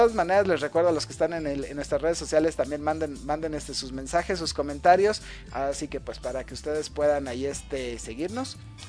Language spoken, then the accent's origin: Spanish; Mexico; hasta uno como mexicano dices, pues es la triste realidad